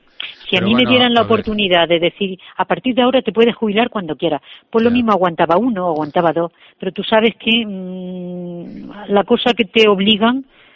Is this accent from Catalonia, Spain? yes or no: no; Santa Cruz de Mudela, Castilla-La Mancha, Spain; Yo soy de Santa Cruz de Mudela, de Ciudad Real. Entonces, el pueblo al que pertenecíamos era Valdepeña.